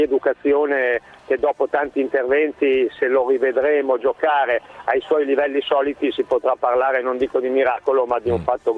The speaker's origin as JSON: {"language": "Italian", "town": "Salsomaggiore Terme", "region": "Emilia-Romagna", "country": "Italy", "said": "io sono di Salso Maggiore Terme"}